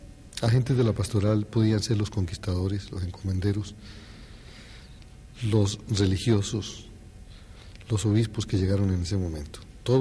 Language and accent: Spanish; Colombia; soy colombiano